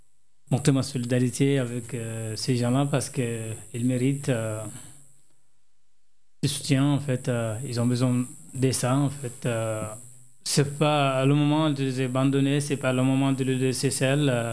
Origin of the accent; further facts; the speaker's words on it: Chad; moved away as an adult; now in France; Oui, depuis 2013. Je suis en 2013 ici à France. En France, j'ai obtenu mon titre de réfugié en tant que tchadien, en tant que demandeur d'asile tchadien